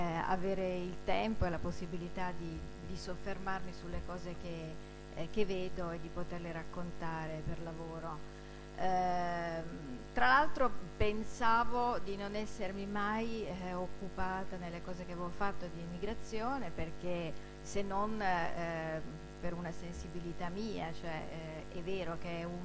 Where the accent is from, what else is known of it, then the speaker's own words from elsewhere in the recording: Turin, Piedmont, Italy; Io sono torinese e ho vissuto a Torino, cioè ero piccola a Torino negli anni 60, quando appunto c'è stato il boom, c'è stata l'emigrazione, la Fiat che chiamava manodopera dal sud, ed essendo di famiglia torinese